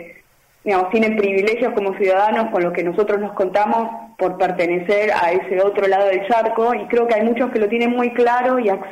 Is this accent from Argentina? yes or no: yes; Avellaneda, Buenos Aires Province, Argentina; now in Germany; yo soy de Buenos Aires, de Avellaneda, y vivo mitad Berlín, mitad Buenos Aires.